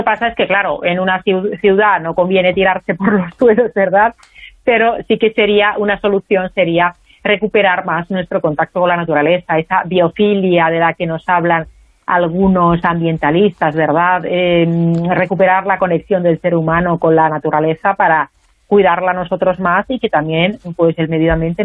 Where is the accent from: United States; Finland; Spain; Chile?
Finland; Spanish is a second language; yo soy de Finlandia, y hay científicos, compatriotas míos